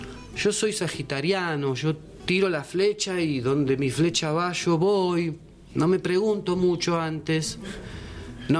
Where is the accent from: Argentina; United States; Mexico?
Argentina; Buenos Aires; moved away; yo estoy acá hace 4 años, vengo de Buenos Aires